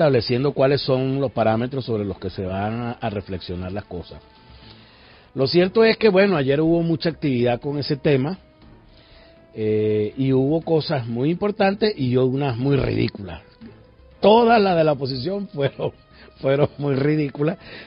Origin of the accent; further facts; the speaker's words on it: Venezuela; y como venezolano, pues me parece que esto es una irresponsabilidad